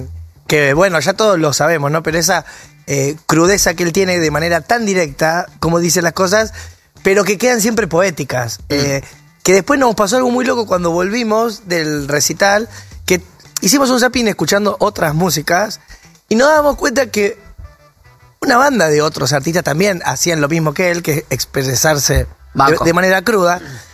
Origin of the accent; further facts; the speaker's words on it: Rosario, Santa Fe, Argentina; Y bueno, soy un rosarino.